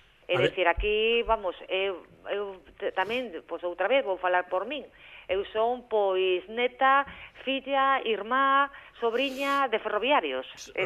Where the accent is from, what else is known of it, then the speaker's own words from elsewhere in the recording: Monforte de Lemos, Galicia, Spain; Pero moitas veces ali, cando me dicen, ai, ti eres de Lugo, digo, sí, pero bueno, son de Monforte.